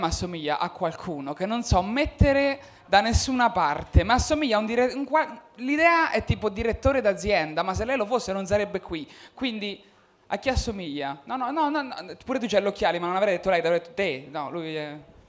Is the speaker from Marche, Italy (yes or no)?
yes; Marche, Italy; now in Milan, Italy; le mie emozioni crescendo nelle Marche non le puoi esprimere. Perché se cresci e dimostri emozioni nelle Marche sei gay, che qua a Milano ottimo, nelle Marche un po' di meno.